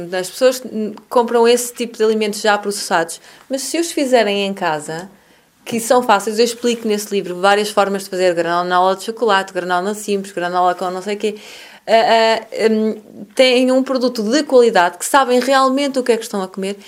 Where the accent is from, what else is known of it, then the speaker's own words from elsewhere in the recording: Porto, Norte, Portugal; eu sou do Porto, não é?